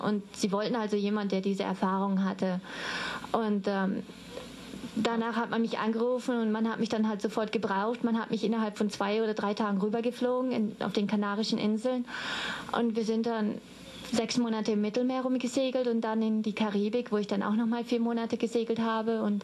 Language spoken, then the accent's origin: German; Dortmund, North Rhine-Westphalia, Germany; Also aufgewachsen bin ich in Dortmund, in Nordrhein-Westfalen